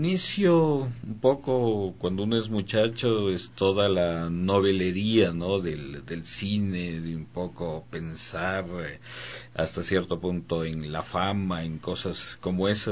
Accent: Quito, Pichincha, Ecuador; Sí, soy quiteño. Soy nacido aquí hace 52 años.

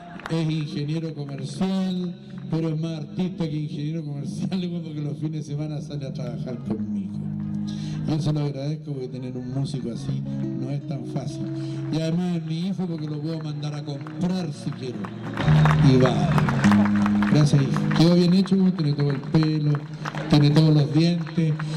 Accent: Temuco, Araucanía, Chile; Además que somos de Temuco

